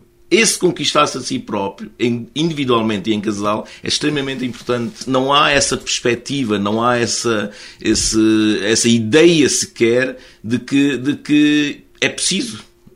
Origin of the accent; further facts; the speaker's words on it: Macau; Eu sou de Macau, gosto de falar de imperadores.